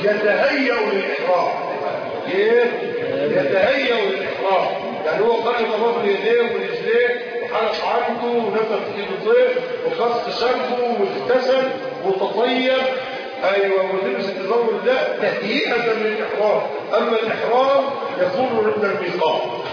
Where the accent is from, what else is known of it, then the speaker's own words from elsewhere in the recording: Egypt; اللي احنا بنسميه مصري الزعبوط